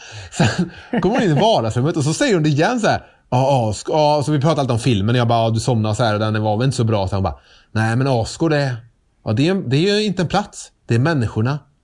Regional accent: Trollhättan, Västra Götaland County, Sweden; Så jag var hemma nu i Trollhättan, där jag är ifrån, där mamma bor, över påsk.

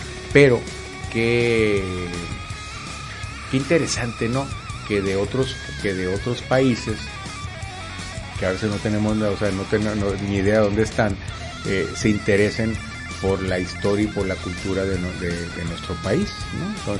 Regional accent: Mexico; O sea, uno como mexicano, al menos en lo particular, pues uno le da gusto, ¿no?

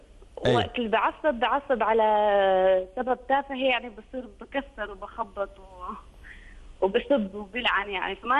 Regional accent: Syria; انا اول شيء بدي اقول لك انا سوريه

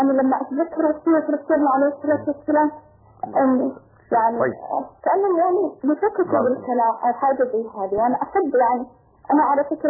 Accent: Yemen; إحنا عندنا في اليمن ما يحب أحد يذكر سيرة آل البيت

